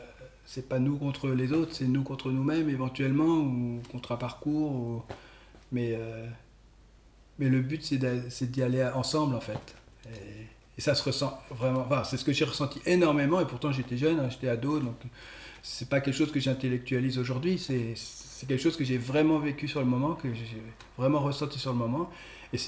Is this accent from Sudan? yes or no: no; Normandy, France; Moi, je venais de Normandie, il n'y en avait pas.